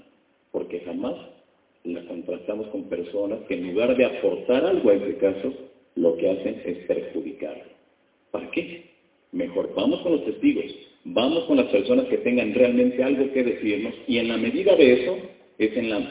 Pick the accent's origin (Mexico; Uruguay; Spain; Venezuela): Mexico; a partir de 1991, en mi país, México, surge la cultura por voltear hacia el cielo